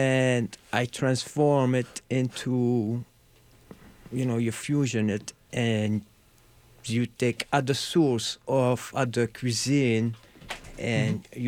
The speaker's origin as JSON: {"language": "English", "town": "Marseille", "region": "Provence-Alpes-Côte d'Azur", "country": "France", "second_language": "English", "said": "Well, I'm from Marseille, you know, so it's a very city of, you know, a lot"}